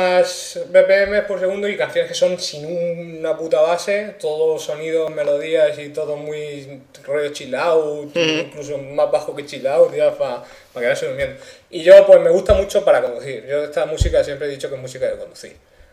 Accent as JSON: {"language": "Spanish", "town": "Mula", "region": "Region of Murcia", "country": "Spain", "tie": "born or raised there"}